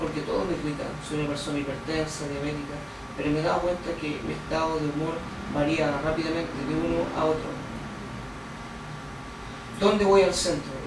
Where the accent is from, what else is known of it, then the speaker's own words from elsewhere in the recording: Puente Alto, Santiago Metropolitan Region, Chile; Yo soy de Puente Alto, llevo una semana más.